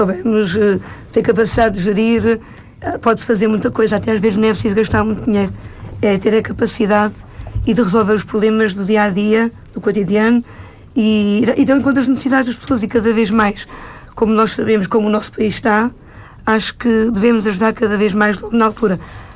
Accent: Pederneira, Centro, Portugal; tenho 40 anos, nasci na Nazaré, fui criada na Pederneira. Neste momento vivo no Camarção da Nazaré

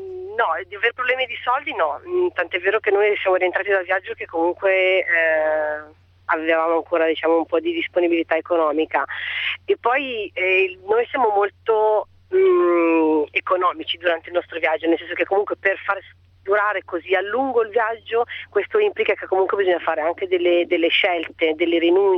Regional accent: Milan, Lombardy, Italy; moved away as an adult; now in Canary Islands, Spain; io verso i 29 anni, io sono di Milano, facevo la segretaria a Milano, a un certo punto mi sono stufata della mia città, del lavoro che facevo, ho preso, sono partita e sono venuta in Spagna, dove mi trovo adesso, alle Isole Canarie.

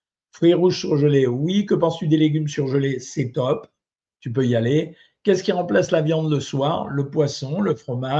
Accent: Algeria; born there; Ah, je ne suis pas du Maroc, moi, je suis né en Algérie.

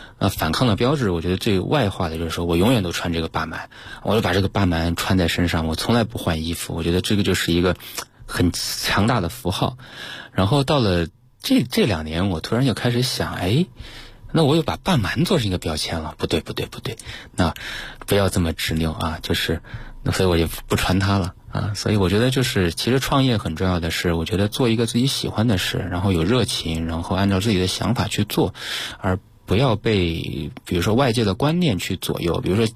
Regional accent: Changde, Hunan, China; 所以当时是跑回到这个我老家常德

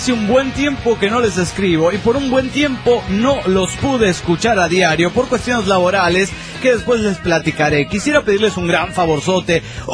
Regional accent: Panama; de Panamá. ¡Panamá!

